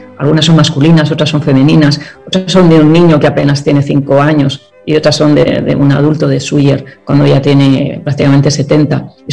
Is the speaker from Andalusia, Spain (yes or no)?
no; Vitoria, Basque Country, Spain; en mi tierra natal, en Vitoria, en Álava.